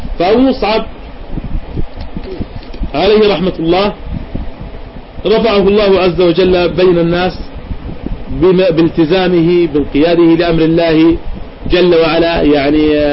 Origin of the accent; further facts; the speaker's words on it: Jordan; حصلت عندنا في الأردن تفجيرات